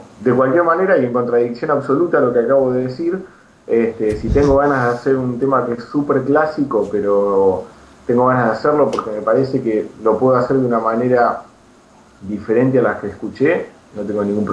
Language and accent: Spanish; La Plata, Buenos Aires Province, Argentina; now in Buenos Aires, Argentina; Pero bueno, también cuando me vine a Buenos Aires, yo soy de La Plata, ¿no?